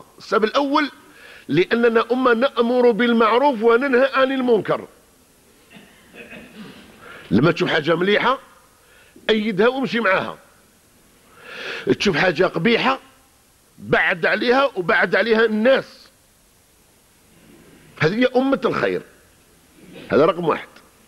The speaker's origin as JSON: {"language": "Arabic", "country": "Algeria", "said": "صار كما عندنا في الجزائر، البارح كان اشتراكي اليوم رأسمالي"}